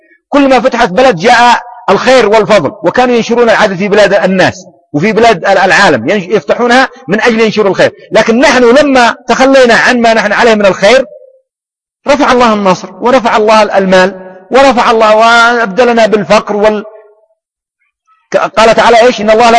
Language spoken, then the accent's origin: Arabic; Yemen; هذه لغة صحيحة عندنا في اليمن في بلدي في منطقة، وغالبا في مناطق اليمن،